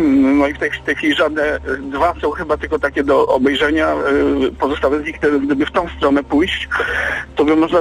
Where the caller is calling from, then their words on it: Gdańsk, Pomeranian Voivodeship, Poland; ja z Gdańska dzwonię i w Oliwie mamy niewielki strumyk